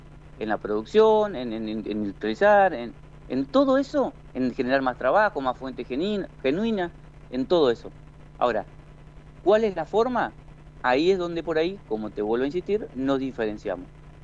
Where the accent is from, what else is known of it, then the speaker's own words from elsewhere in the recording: General San Martín, Argentina; Nosotros formamos en mi pueblo un frente con gente de todos los partidos.